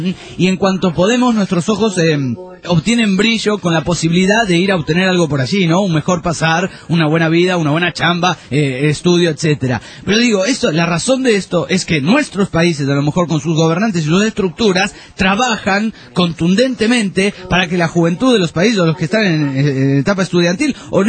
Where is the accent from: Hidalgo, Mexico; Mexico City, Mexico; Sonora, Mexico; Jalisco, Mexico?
Sonora, Mexico; Le comento que yo soy de Sonora